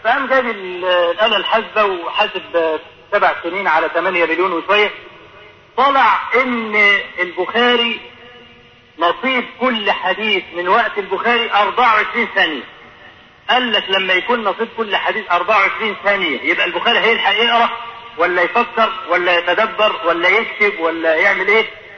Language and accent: Arabic; Egypt; ودرج عندنا في مصر هنا